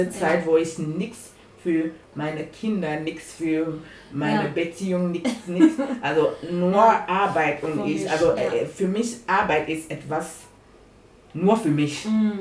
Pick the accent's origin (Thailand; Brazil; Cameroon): Cameroon; German is a second language; now in Germany; Also ich bin in Kamerun aufgewachsen.